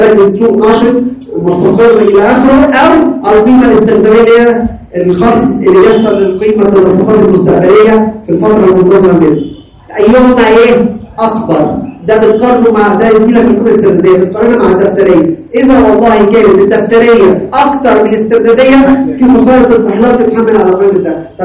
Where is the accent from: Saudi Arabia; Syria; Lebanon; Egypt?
Egypt; لكن عندنا في مصر لا، اعاده التقييم غير مسموح فيها